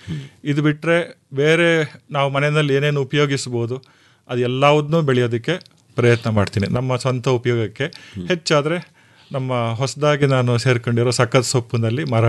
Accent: Hole Narasipura, Karnataka, India; also born or lived in Mangaluru; now in Mysuru, India; ನಾನು ಮೂಲತಃ ಹೊಳೆ ನರಸೀಪುರ ತಾಲೂಕಿನವನು. ಸೊ ನಮ್ಮ ತಂದೆನೂ ಕೃಷಿಕರೇ. ಚಿಕ್ಕ ವಯಸ್ಸಿನಲ್ಲಿ ನಾವು ಕೃಷಿ ಮಾಡ್ತಾ ಇದ್ವು. 7 ಕ್ಲಾಸಿಗೆ ನಾನು ಮುಂದಿನ ವಿದ್ಯಾಭ್ಯಾಸಕ್ಕೆ ಮಂಗಳೂರಿಗೆ ಹೋದೆ.

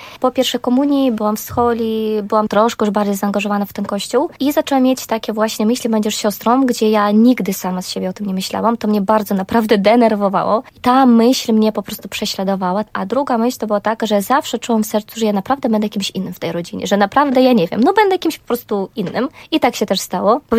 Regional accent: Belarus; Ja pochodzę z Białorusi. Jestem prawdziwą Białorusinką. Jak ktoś mi się pyta, czy mam korzenie polskie, zawsze mówię, jestem czystej krwi i kości Białorusinka.

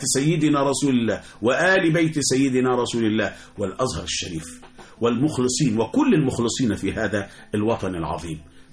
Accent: Egypt; وإحنا كشعب مصر، إحنا كمصريين كل حاجة عندنا بالصلاة على النبي

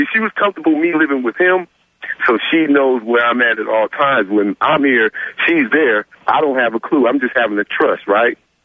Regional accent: East Coast, United States; I'm 27, man. I'm from the East Coast. I just came over here to work and stuff, man.

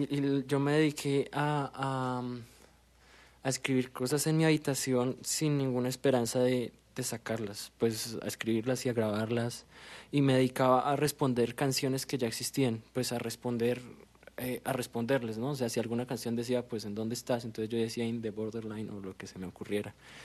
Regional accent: Duitama, Boyacá, Colombia; yo vengo de Duitama, Boyacá.

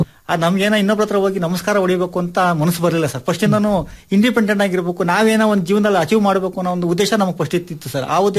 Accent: Bandarahalli, Karnataka, India; ನಾನು ಮೂಲತಃ ನಾವು ಭದ್ರಾವತಿ ತಾಲೂಕು ಬಂಡಾರಹಳ್ಳಿ ಗ್ರಾಮದವರು. ನಾವು ಹೆಚ್ಚು ಕಡಿಮೆ ಒಂದು 30 ವರ್ಷದಿಂದ ಜಮೀನು ಮಾಡ್ತಾ ಇದೀವಿ.

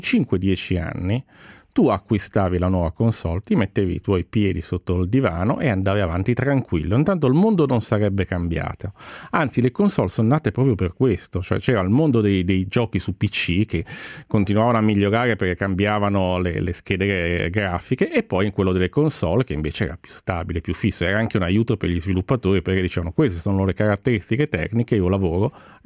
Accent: Genoa, Liguria, Italy; sai anche che sono genovese

